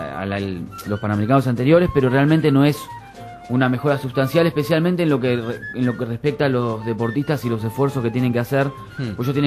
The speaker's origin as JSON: {"language": "Spanish", "country": "Argentina", "said": "Sí, bueno, somos"}